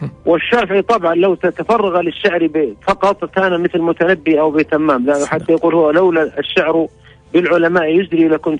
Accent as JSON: {"language": "Arabic", "country": "Saudi Arabia", "said": "والتي كلما قلنا من السعودية نحن اقتربوا منا واحتفوا وسلموا ورحبوا أهلا ببلاد الحرمين، أهلا بأهل مكة، أهلا بأهل المدينة"}